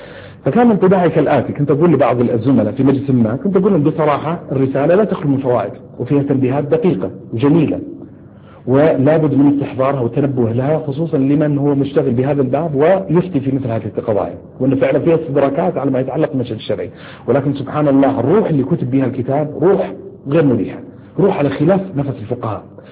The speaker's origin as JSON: {"language": "Arabic", "country": "Saudi Arabia", "said": "أحد الظواهر تشكلت عندنا في السعودية ثورة الأسهم"}